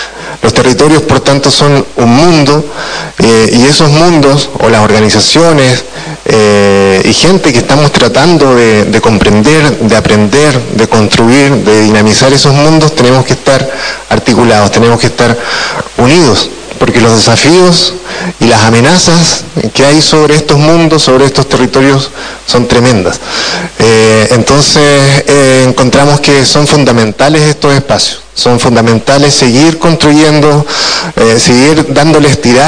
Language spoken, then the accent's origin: Spanish; Los Lagos, Chile; soy chilueño